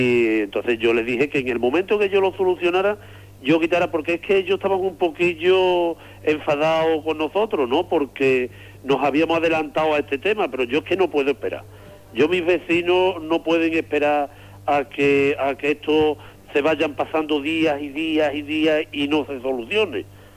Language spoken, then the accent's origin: Spanish; Andalusia, Spain; Yo creo que somos andaluces de primera, no somos andaluces de tercera